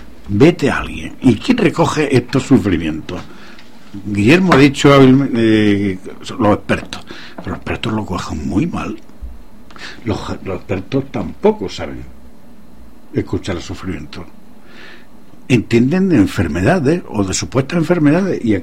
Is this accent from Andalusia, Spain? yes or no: yes; Andalusia, Spain; yo soy andaluz y la palabra que yo dije fue multinacionales